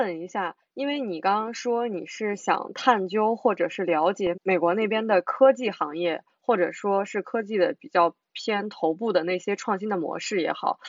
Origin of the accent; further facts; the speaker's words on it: Shandong, China; also born or lived in Beijing; 就咱们是山东的嘛，之前是在北京，那我可能更习惯于北方一点的气候。